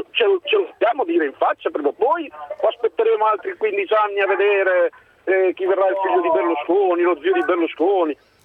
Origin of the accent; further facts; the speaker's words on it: Reggio Emilia, Emilia-Romagna, Italy; Io sono di Reggio Emilia